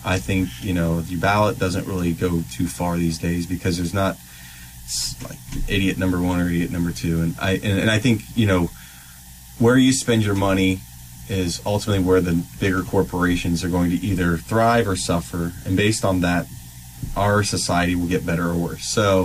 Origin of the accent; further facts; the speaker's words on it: Columbus, Ohio, United States; He had a studio up north in Ohio. I grew up in the Columbus area